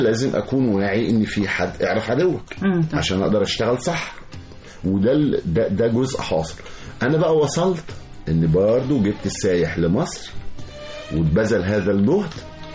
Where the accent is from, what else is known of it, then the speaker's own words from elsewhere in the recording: Egypt; أنا مصري وعايش في مصر وعارف الأمان وعارف بنمشي إزاي بالليل